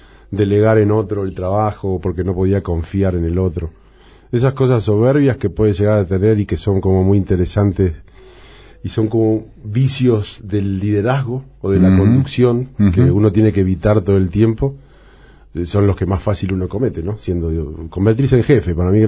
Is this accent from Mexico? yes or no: no; Montevideo, Uruguay; born there; el cine de barrio que estaba en el Cerro, que es donde yo nací en Montevideo